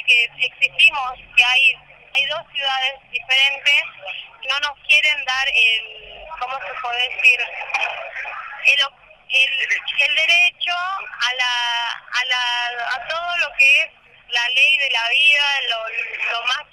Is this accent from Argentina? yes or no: yes; Buenos Aires, Argentina; Yo soy de Playón Fraga.